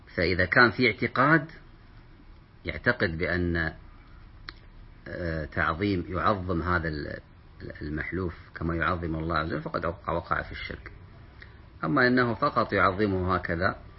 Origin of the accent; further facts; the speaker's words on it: Kuwait; أو عندنا في الكويت ذمتك، هذه مشهورة، بذمتك